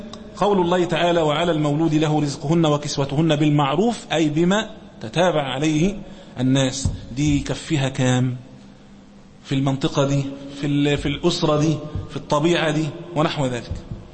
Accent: Egypt; مثلا عندنا في مصر هنا عرفا

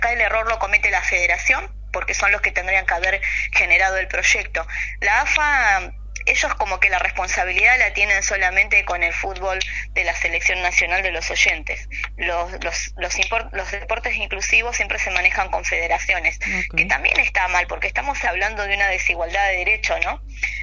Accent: Argentina; Aparte, como argentinos, es impensado un mundial de fútbol sin Argentina.

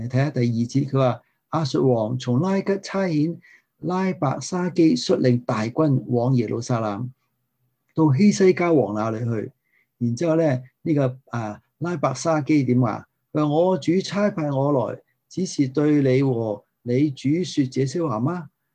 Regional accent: Guangdong, China; 我哋广东人有一句系咩？

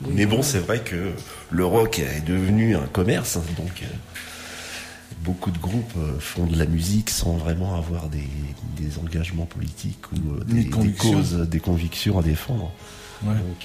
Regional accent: France; Pourtant, je suis français.

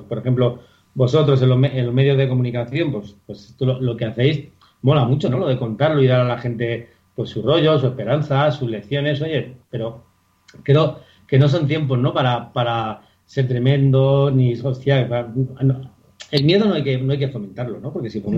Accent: Madrid, Community of Madrid, Spain; yo soy de Vallecas

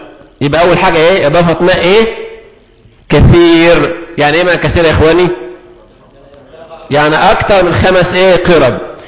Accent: Egypt; الماء عندنا في مصر سهل ويسير، تفتح الحنفيات نزل مية

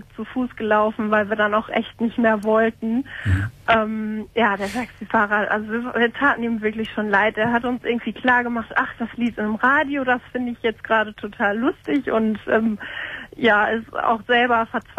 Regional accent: Lippstadt, North Rhine-Westphalia, Germany; now in Cologne, Germany; Aber gebürtig komme ich aus Lippstadt

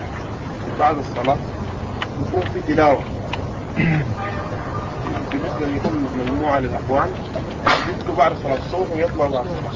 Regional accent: Sudan; عندنا في السودان ايوه نعمل تعارف يوم الخميس

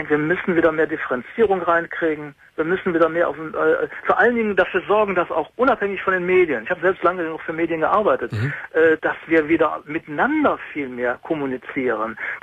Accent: Mönchengladbach, North Rhine-Westphalia, Germany; Ich komme aus Mönchengladbach.

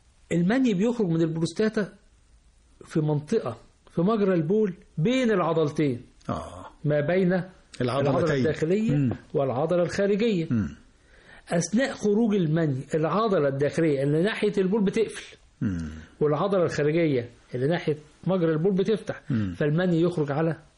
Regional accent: Egypt; الأورام عندنا في مصر يمكن في شوية منتشرة زيادة شوية عن عن المتوقع

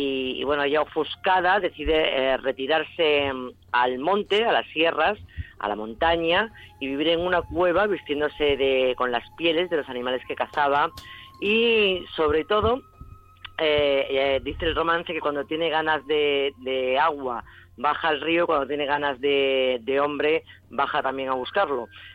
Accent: Extremadura, Spain; Era la que menos me gustaba de Extremadura y ahora, sin embargo, es la que más me gusta

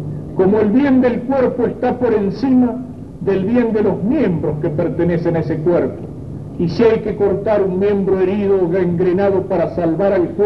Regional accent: Argentina; no solamente la patria somos los argentinos que hoy estamos sobre el territorio de la patria

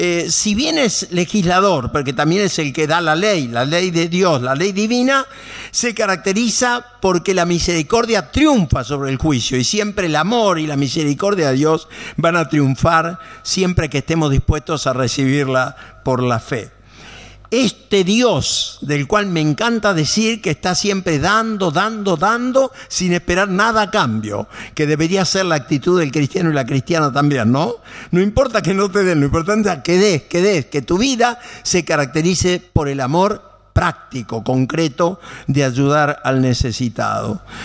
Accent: Buenos Aires, Argentina; Como saben, también soy porteño, me gusta el tango

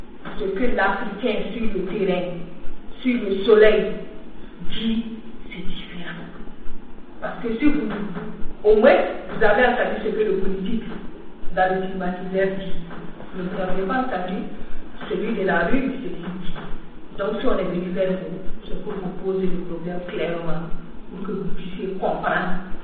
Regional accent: Burkina Faso; Je suis du Burkina Faso, je suis productrice

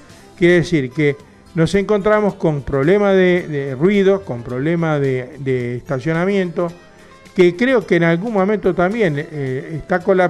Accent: Argentina; estamos hablando de Argentina, porque somos argentinos, vivimos acá

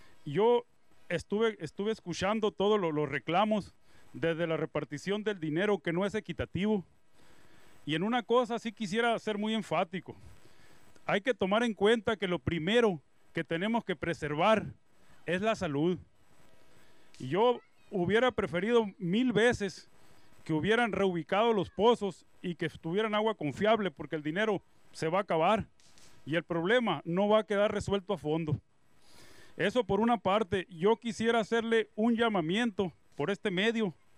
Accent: Bacoachi, Sonora, Mexico; También vengo de Vacuashi.

